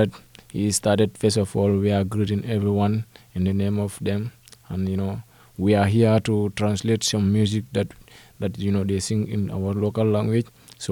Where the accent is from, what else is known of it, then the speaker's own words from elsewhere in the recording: Gambia; now in Bergamo, Italy; vengo dal Gambia di Bergamo.